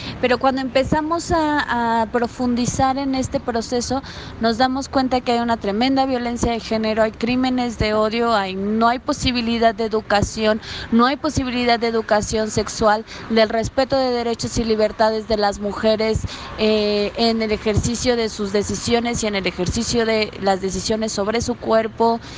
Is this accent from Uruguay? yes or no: no; Mexico; soy de México